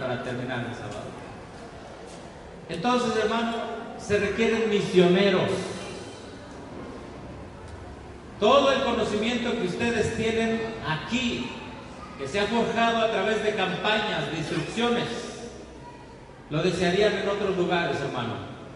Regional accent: Mexico; Nosotros, como mexicanos, tenemos un privilegio que no tienen otros países.

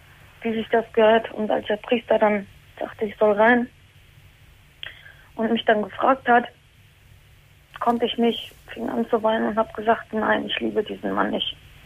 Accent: Turkey; now in Germany; Ich komme aus der Türkei.

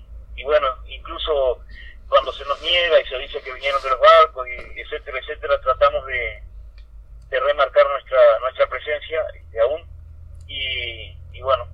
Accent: Uruguay; tenemos que, por lo contrario, tenemos que resurgir, tenemos que mostrar que nuestro pueblo aún sigue luchando y está de pie

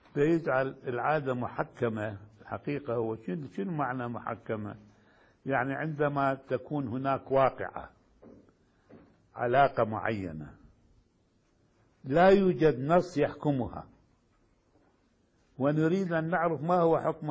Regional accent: Iraq; now in Yemen; الآن مثلا عندنا في العراق وأظن هنا في اليمن نفس الشيء

